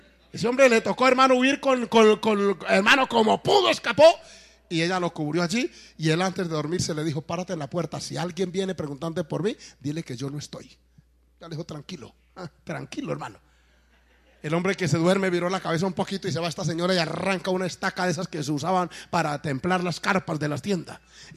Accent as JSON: {"language": "Spanish", "country": "Colombia", "said": "pero como yo soy colombiano, eso me electrizó, me gustó."}